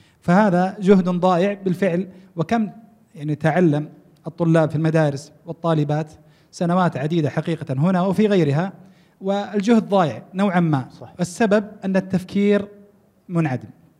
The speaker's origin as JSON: {"language": "Arabic", "town": "Taif", "region": "Makkah Province", "country": "Saudi Arabia", "lives_now": "Qassim, Saudi Arabia", "said": "أنا من الطائف لست من هنا من القصيم لكني أدرس في الجامعة هنا"}